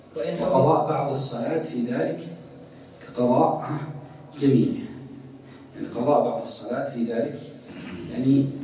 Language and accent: Arabic; Ha'il, Ha'il Province, Saudi Arabia; مثلا الآن عندنا في حائل مثلا في أماكن مثل نايلات الذين يخرجون إلى البر